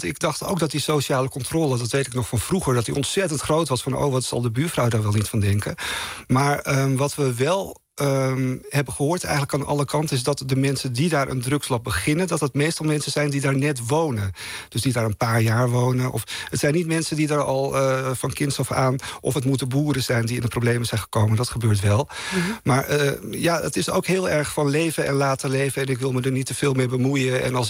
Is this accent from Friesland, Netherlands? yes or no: yes; Friesland, Netherlands; in die hoek in Noordoost-Friesland waar ik vandaan kom, is dat zo gegroeid